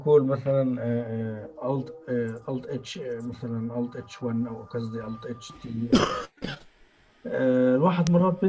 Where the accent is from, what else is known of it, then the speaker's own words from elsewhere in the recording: Palestine; حتى عندنا في فلسطين، ما بيكونش قادر